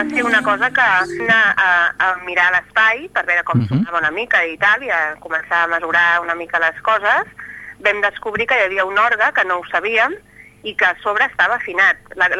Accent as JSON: {"language": "Catalan", "town": "Barcelona", "region": "Catalonia", "country": "Spain", "said": "que som com els fundadors, som de Barcelona."}